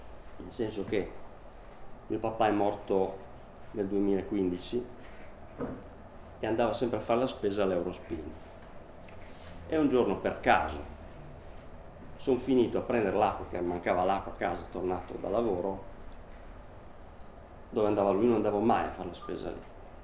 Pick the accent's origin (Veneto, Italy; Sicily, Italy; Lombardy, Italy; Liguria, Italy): Liguria, Italy; Sanremo; A un certo punto io sono di Sanremo e mio nonno, per una storia che non c'entra niente con la poesia